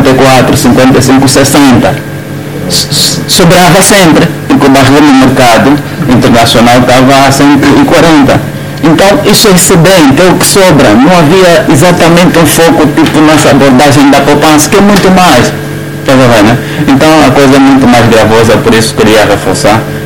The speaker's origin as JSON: {"language": "Portuguese", "country": "Angola", "said": "Porque não há cultura de poupança em Angola, isso não faz parte da nossa cultura enquanto angolano."}